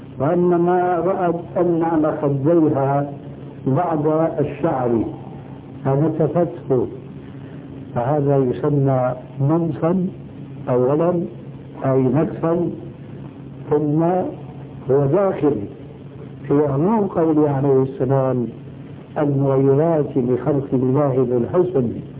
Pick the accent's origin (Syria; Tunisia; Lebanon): Syria; وفي كثير من البلاد عندنا في سوريا